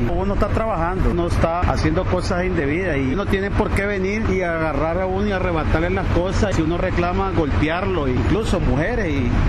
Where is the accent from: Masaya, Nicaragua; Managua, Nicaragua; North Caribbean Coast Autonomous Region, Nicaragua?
Managua, Nicaragua; Vengo de Managua.